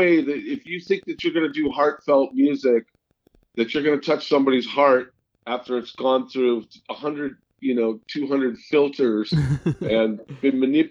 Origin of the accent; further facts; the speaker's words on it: St. Louis, Missouri, United States; This is going to sound funny, but I'm originally from St. Louis, Missouri.